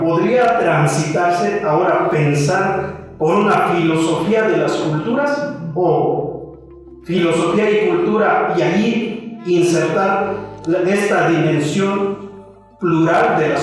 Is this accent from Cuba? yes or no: no; Mexico; qué valores son propias que tenemos que construir como sujetos interculturales, como mexicanos?